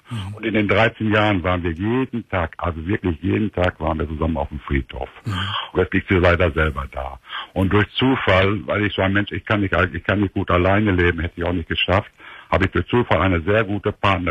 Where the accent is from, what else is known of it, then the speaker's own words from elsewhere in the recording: Minden, North Rhine-Westphalia, Germany; now in Ruhr area, Germany; Ich komme eigentlich aus dem Minderkreis, wohnen wir in Pott.